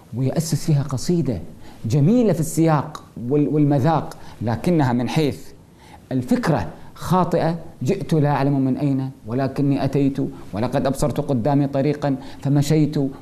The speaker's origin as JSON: {"language": "Arabic", "country": "Kuwait", "said": "عندنا في الكويت"}